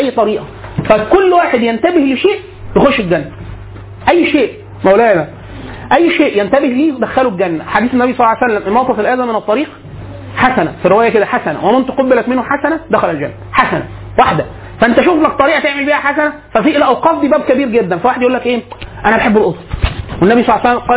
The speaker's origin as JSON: {"language": "Arabic", "country": "Egypt", "said": "حالة من البذخ عندنا في مصر معانا فلوس كتير جدا"}